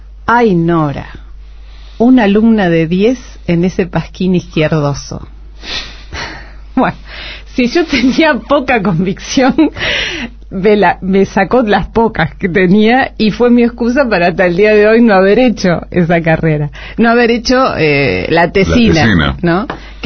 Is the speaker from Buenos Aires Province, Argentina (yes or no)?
yes; General Rodríguez, Buenos Aires Province, Argentina; Yo soy de General Rodríguez, esto, algunos se ríen que dicen, ah, bueno, es cerca de la capital, pero General Rodríguez...